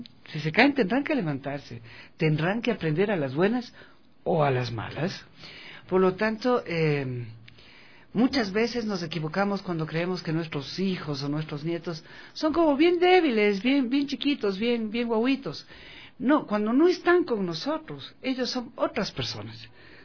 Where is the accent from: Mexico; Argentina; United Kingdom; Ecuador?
Ecuador; como buenos latinos que somos y ecuatorianos, tenemos otra mentalidad.